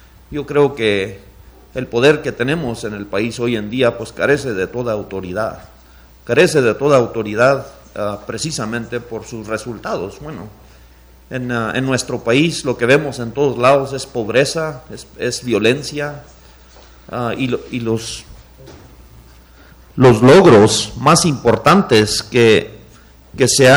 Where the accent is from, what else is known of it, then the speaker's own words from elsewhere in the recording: Chihuahua, Mexico; Yo soy del noroeste de Chihuahua